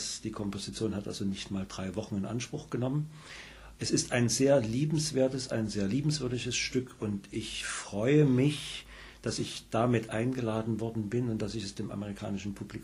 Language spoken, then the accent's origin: German; Dresden, Saxony, Germany; Ich komme direkt aus der Heimat